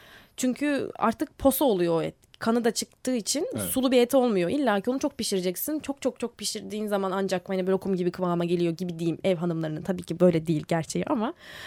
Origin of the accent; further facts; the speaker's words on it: Istanbul, Turkey; Hani orada ikamet ediyorum ama bir evim İstanbul. Sonuçta burada doğdum büyüdüm. Ama orada yaşıyorum şu anda.